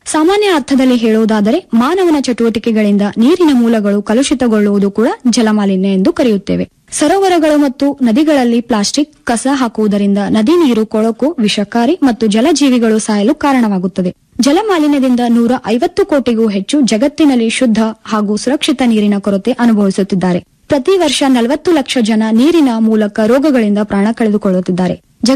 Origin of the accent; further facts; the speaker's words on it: Karnataka, India; ನಾನು ಮೂಲತಃ ಕಲಬುರಗಿ ಜಿಲ್ಲೆಯವಳು.